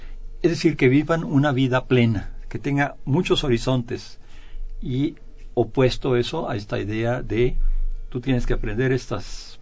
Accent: Mexico; Todos los demás somos mexicanos segundos, terceros, cuartos, quintos.

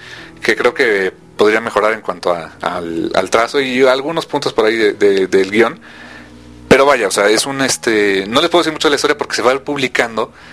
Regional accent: Mexico; y no nada más por apoyar porque somos mexicanos y se acabó

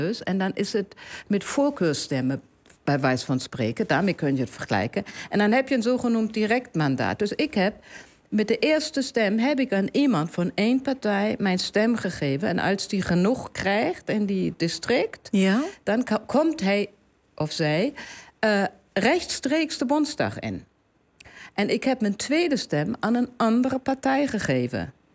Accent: Germany; Maar dat is natuurlijk, ik ben een Duitser in het buitenland.

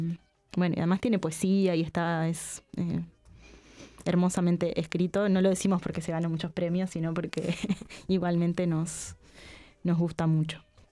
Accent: Montevideo, Uruguay; un montón de otras de imágenes que claramente quienes somos de Montevideo las podemos percibir

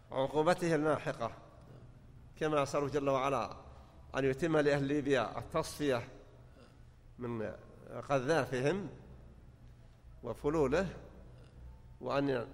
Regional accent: Saudi Arabia; وانتشرت القنوات عندنا في السعودية.

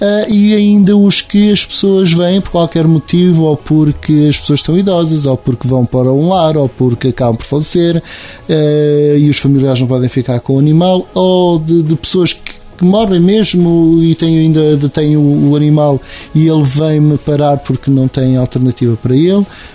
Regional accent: Venda da Esperança, Portugal; eu morava em miúdo na Venda da Esperança, uma zona sempre de estrada

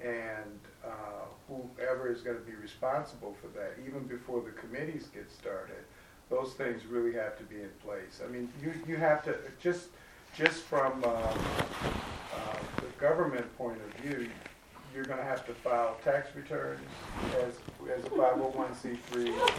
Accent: Chicago, Illinois, United States; I'm from Chicago.

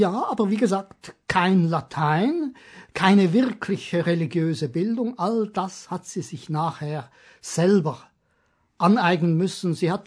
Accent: Switzerland; Ich bin Schweizer und mach das nicht ganz so gern.

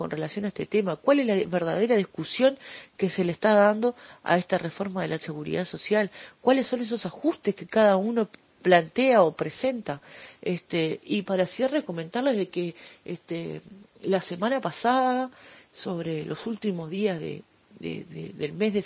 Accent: Uruguay; Hoy es nuestra responsabilidad como trabajadores, como ciudadanos uruguayos

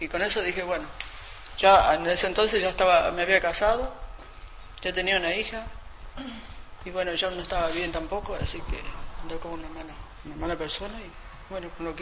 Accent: Buenos Aires, Argentina; yo me crié en Buenos Aires con una familia, en primera junta, y hasta los 15, 16 años, volví con mi mamá de vuelta.

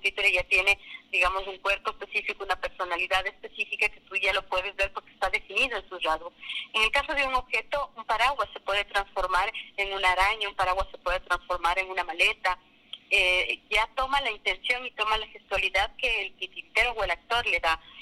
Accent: Ecuador; nosotros como cultura, como ecuatorianos, tenemos varias, las muñecas de trapo que están muy cercanas a nosotros

